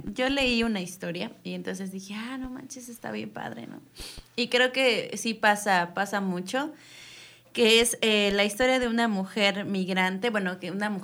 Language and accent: Spanish; Mexico; o sea, somos mexicanos y somos los primeros en ser bien, bien